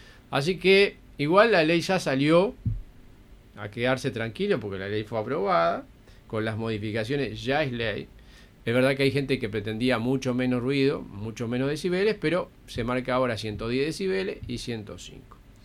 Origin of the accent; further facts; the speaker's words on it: Ombúes de Lavalle, Colonia, Uruguay; also born or lived in Dolores; Yo soy mitad Ombú de la Valle, mitad Dolores. Soy una cosa así media rara, pero está. Mitad Colonia y mitad Soriano. Pero está. Yo ya le he aclarado, mi familia vivía en Ombú de la Valle, pero no pude nacer en Ombú de la Valle porque soy 7 mesinos.